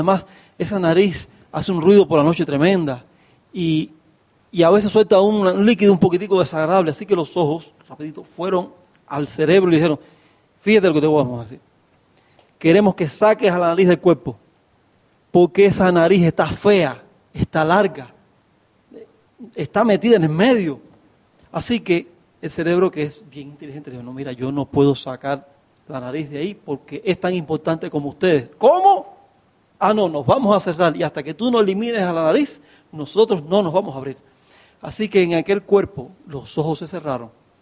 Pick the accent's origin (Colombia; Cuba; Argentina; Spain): Cuba; now in Bolivia; Yo no soy boliviano, ¿ves? Y vivo en Bolivia, yo soy cubano.